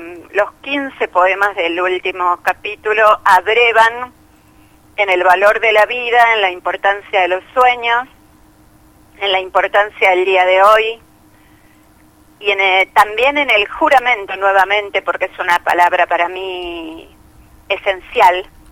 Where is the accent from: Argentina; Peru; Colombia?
Argentina; porque cuando nos va bien somos todos argentinos.